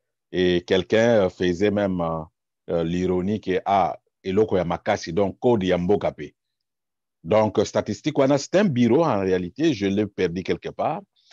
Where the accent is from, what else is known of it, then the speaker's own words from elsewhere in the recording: DR Congo; Mais ce que yoki ce qui est détourné chez nous au Congo, moko yoka kaka ba million, ba million, ba million.